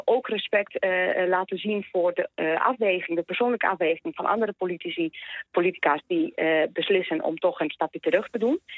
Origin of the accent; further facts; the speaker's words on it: Spain; Dutch is a second language; now in Netherlands; Kijk, ik kom uit Spanje vandaan oorspronkelijk. Ik ben opgegroeid in de eerste jaren van het terrorisme in Spanje.